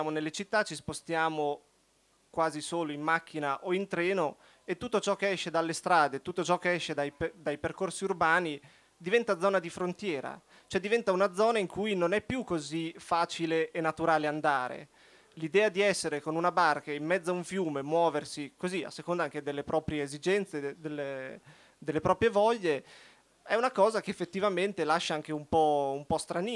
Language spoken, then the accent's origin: Italian; Rimini, Emilia-Romagna, Italy; Noi veniamo da Rimini, quindi poteva essere quasi un moscone, esatto.